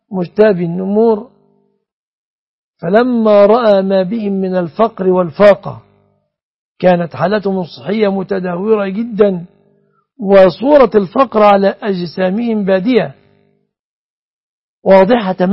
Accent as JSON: {"language": "Arabic", "country": "Egypt", "said": "بلادنا مصر"}